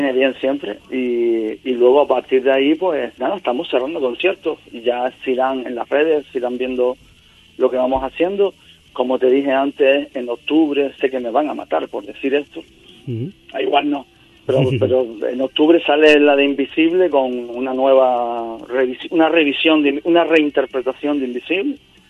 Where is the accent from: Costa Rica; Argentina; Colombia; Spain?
Spain; Canary Islands; yo soy gran canario